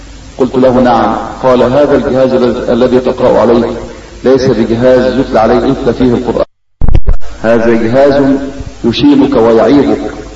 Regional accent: Tukh Masjid, Gharbia, Egypt; ولقد التقيت به في قريتنا وهي قرية طوخ مسجد مركز الصنطة محافظة الغربية سنة 86

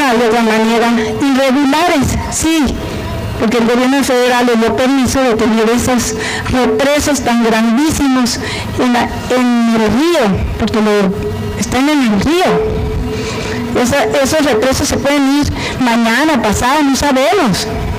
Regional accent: Babiácora, Sonora, Mexico; Yo vengo en lo particular de Babiácora, nací en Babiácora, ahí mismo en mi casa, como se usaba antes.

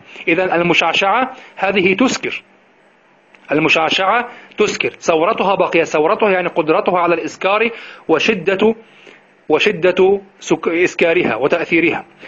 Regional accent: Egypt; تأتي التي عندنا في مصر تأتي من جهة الشمال، من جهة البحر

